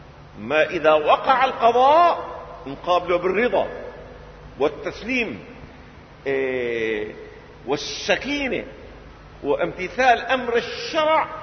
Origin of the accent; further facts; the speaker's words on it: Syria; املي في الحياه اني اشوف الامه العربيه بدءا من بلدنا سوريا